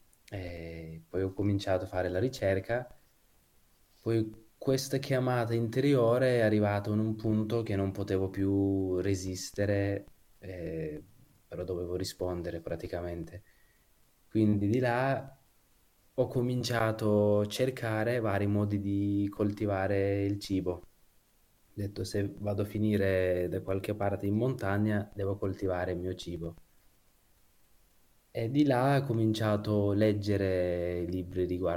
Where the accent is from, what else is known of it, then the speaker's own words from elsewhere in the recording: Kurdistan, Turkey; also born or lived in Istanbul; Io diciamo sono nato e cresciuto in Kurdistan, in Turchia, poi sono andato a Istanbul per studiare